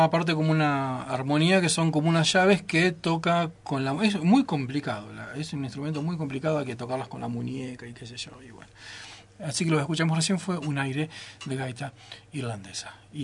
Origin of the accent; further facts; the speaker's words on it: Lago Puelo, Chubut, Argentina; Los que somos de Puelo venimos a Bolsón a ver espectáculos